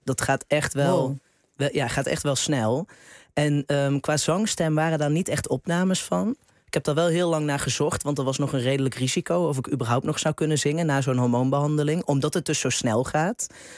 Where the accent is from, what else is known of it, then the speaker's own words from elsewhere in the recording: United Kingdom; Dutch is a second language; Want ik weet niet hoe die mensen zich hadden gedragen als ze me niet als Brit hadden gekend.